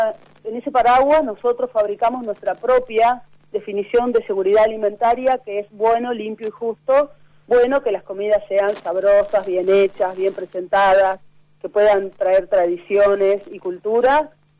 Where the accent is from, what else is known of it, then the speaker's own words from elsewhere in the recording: Buenos Aires, Argentina; uno tiene también la tendencia como porteña a tener una mirada como muy centrista de Buenos Aires o conurbano